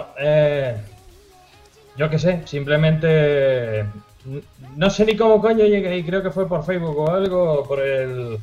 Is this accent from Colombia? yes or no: no; Canary Islands, Spain; Sí, pero yo soy de Tenerife, eso hay que aclararlo.